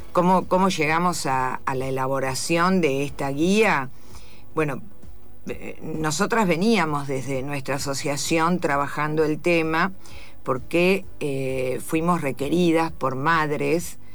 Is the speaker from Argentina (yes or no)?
yes; Argentina; eso también hace que se dimensione más nuestro trabajo. Uh-huh. como argentinas.